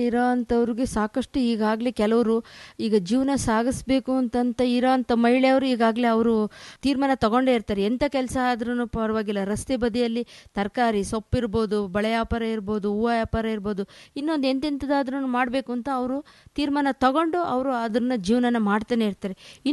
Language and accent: Kannada; Hosadurga, Karnataka, India; ನಮ್ಮ ಹೊಸದುರ್ಗ ತಾಲೂಕಿನ ಸಿರಿಧಾನ್ಯದ ತವರೂರು